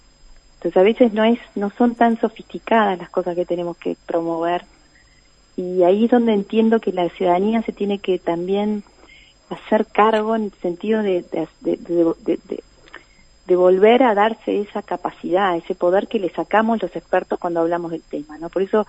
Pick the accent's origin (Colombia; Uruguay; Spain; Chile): Uruguay; eso es lo más duro para nosotros como uruguayos